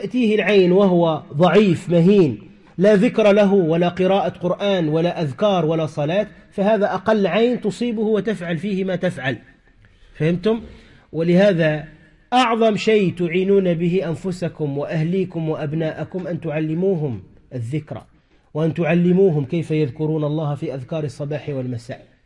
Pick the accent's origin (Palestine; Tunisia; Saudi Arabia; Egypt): Tunisia; عندنا في تونس غالبا ماذا يقولون